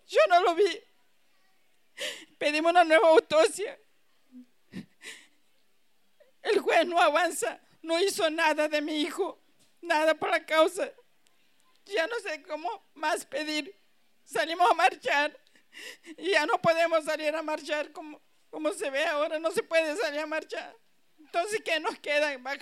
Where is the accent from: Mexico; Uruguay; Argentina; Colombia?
Argentina; Santiago del Estero; Soy de Santiago del Estero.